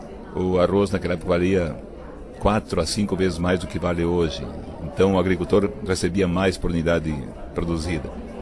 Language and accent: Portuguese; Timbó, Santa Catarina, Brazil; Eu nasci em Timbó, plantando arroz desde pequeno. Eu cresci plantando arroz